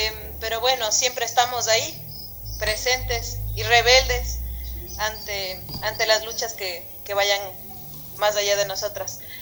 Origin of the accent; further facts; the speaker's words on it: Ecuador; somos de... Bueno, hablando en términos más colonizadores, por así decirlo, somos del Ecuador. Y allá el término longa es un término despectivo hacia las mujeres con rasgos indígenas.